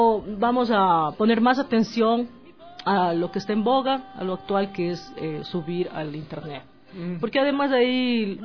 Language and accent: Spanish; Ecuador; como ecuatoriana, disfruto al cantar nuestros temas. Ecuatoriana y latinoamericana